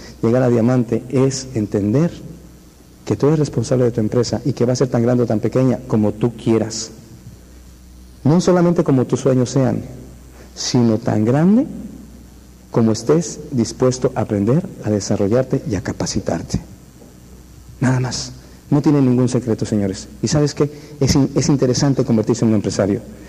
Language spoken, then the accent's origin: Spanish; Mexico; Ay, no, Diosito, yo soy mexicano.